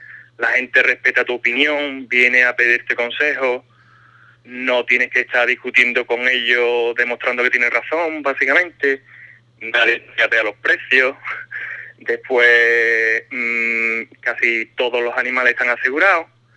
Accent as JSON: {"language": "Spanish", "town": "Ubrique", "region": "Andalusia", "country": "Spain", "said": "suelo decirle que soy de cerca de Gibraltar, ya sabes, punto de referencia, pero en las montañas, y ya más o menos tienen una idea."}